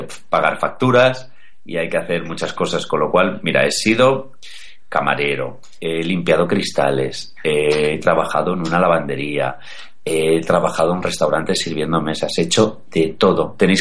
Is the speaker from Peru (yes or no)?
no; Madrid, Community of Madrid, Spain; yo soy de Madrid, no tengo nada que ver con Andalucía